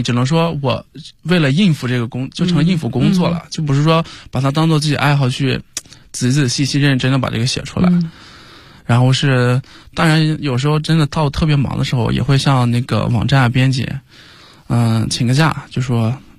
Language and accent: Chinese; Gaoping, Shanxi, China; 高平市。